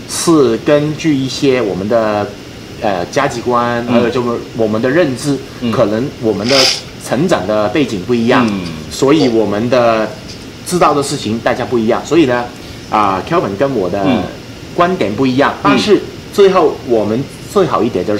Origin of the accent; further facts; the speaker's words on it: Hong Kong; 我们香港人